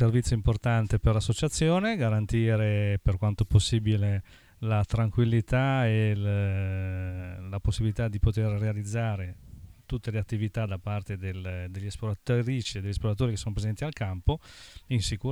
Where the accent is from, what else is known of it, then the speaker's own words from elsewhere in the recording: Genoa, Liguria, Italy; Vengo da Genova e lavoro a Genova